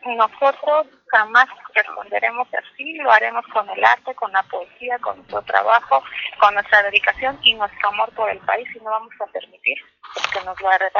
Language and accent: Spanish; Mexico; Como sociedad mexicana, tenemos que movilizarnos